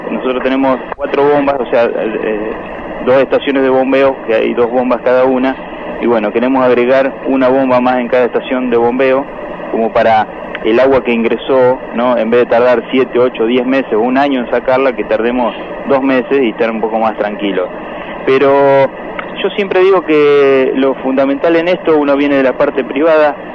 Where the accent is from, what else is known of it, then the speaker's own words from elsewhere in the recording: Santa Fe, Argentina; En eso somos los argentinos, los santafesinos, todos, ¿no?